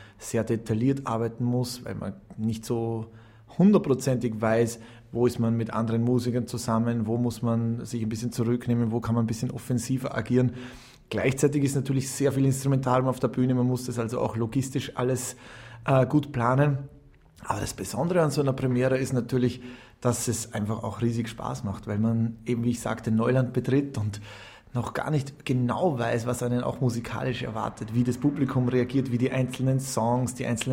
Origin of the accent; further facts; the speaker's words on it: Salzburg, Austria; Ich bin Salzburger